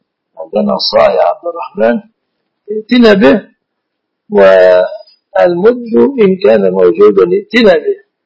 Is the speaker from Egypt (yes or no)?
yes; Egypt; اصطلح الناس في بلادنا مصر على أنها دعاء على الشخص.